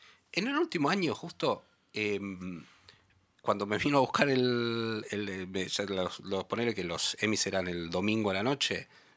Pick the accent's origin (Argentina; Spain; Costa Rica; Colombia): Argentina; yo soy periodista argentina